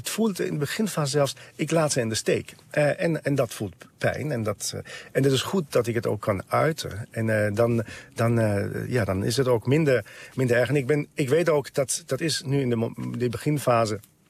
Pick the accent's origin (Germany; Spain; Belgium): Germany; now in Netherlands; Ik kom uit Duitsland, ik wil terug en ik wil ook meenemen wat ik hier heb geleerd.